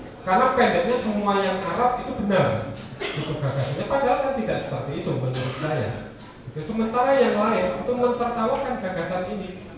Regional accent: Yogyakarta, Special Region of Yogyakarta, Indonesia; misalnya saya orang Jogja, gitu, tapi saya agak curiga dengan ide keistimewaan sebenarnya.

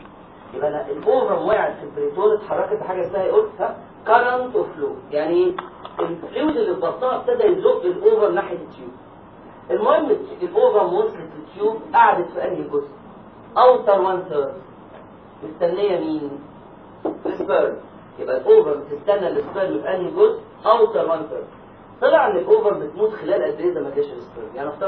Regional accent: Egypt; يبقى احنا عندنا الكلام ده لسه عندنا في مصر

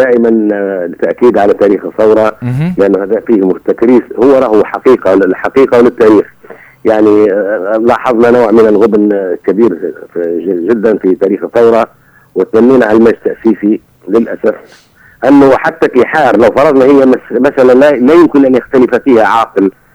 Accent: Sidi Bouzid, Tunisia; انا من سيدي بوزيد

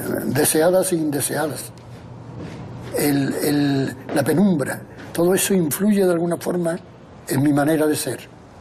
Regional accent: Andalusia, Spain; Me siento muy andaluz, pero muy andaluz en un sentido que no es el característico o el que más se difunde

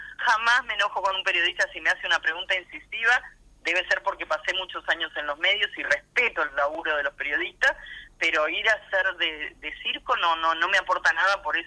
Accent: Uruguay; porque acá somos todos uruguayos, somos parte de una comunidad política que tiene que dar ejemplos de eso

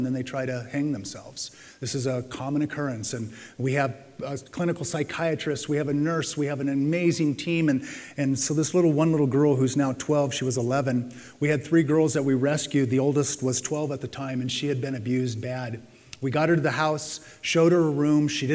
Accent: San Diego, California, United States; I'm going to tell you my favorite because I grew up in San Diego.

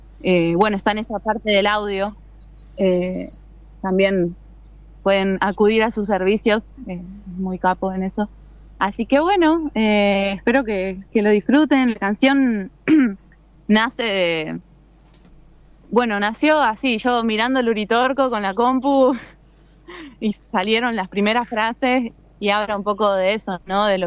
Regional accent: Quilmes, Buenos Aires Province, Argentina; Yo vengo de Buenos Aires, de Quilmes, sí hay algo de unidad

